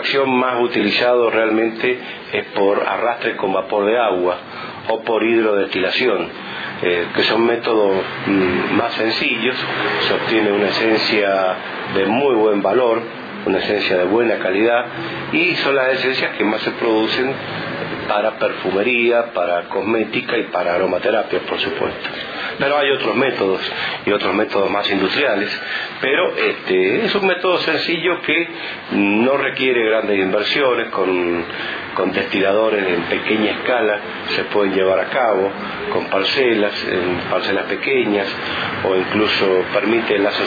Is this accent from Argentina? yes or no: yes; Mendoza, Argentina; now in Merlo, Argentina; Mire, yo estoy hace 27 años en la localidad de Merlo, en la provincia de San Luis. En realidad soy originario de Mendoza, de la provincia de Mendoza, pero hace 27 años que estamos en Merlo.